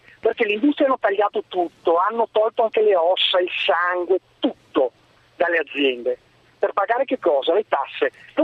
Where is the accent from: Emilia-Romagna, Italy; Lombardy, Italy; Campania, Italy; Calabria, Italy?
Lombardy, Italy; Milan; now in Lugano, Switzerland; Io sono di Milano, mi sono trasferito a Lugano.